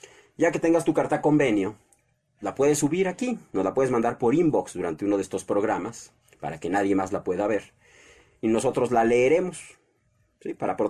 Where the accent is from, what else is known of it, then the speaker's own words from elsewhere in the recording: Mexico; Como mexicano es lo que más me conviene hacer, apoyar al presidente actual para que el país salga adelante.